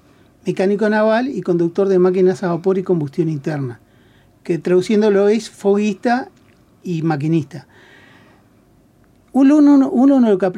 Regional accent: Montevideo, Uruguay; Yo soy de La Teja, y mi barrio particularmente, porque la escuela está en La Teja

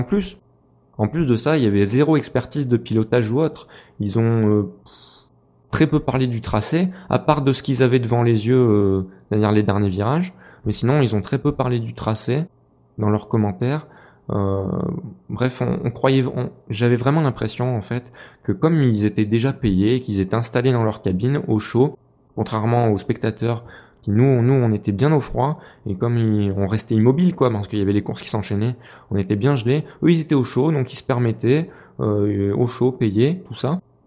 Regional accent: Clermont-Ferrand, Auvergne-Rhône-Alpes, France; je suis un local. Je suis de Clermont-Ferrand, donc voilà. Superbest, c'est pas très loin. Je suis un local de l'étape.

